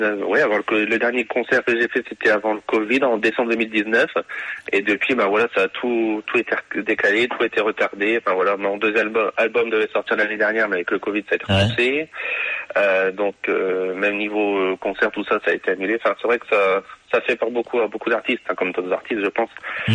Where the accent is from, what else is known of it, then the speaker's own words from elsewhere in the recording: Hauts-de-France, France; J'avais peut-être 8 ans. C'était un bal portugais, une fête portugaise, un bal de Pâques. Pas loin de chez moi, dans le Nord